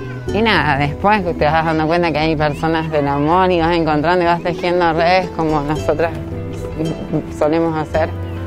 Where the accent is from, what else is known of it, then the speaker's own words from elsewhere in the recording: Rosario, Santa Fe, Argentina; also born or lived in Villa Gobernador Gálvez; Me crié en una villa, en Villa Bernardo Gálvez, hasta los 6 años, hasta que me vine a Rosario, soy de Zona Sur.